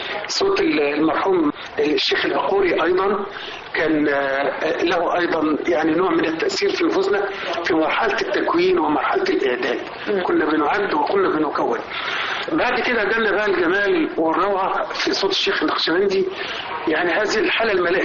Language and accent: Arabic; Egypt; لأنه ما فيناش حد كمصريين ما تأثرش بالراديو وما تأثرش بالإذاعة